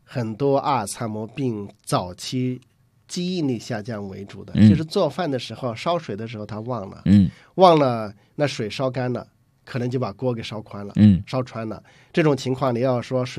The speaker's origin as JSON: {"language": "Chinese", "country": "China", "said": "我们中国人都不认识"}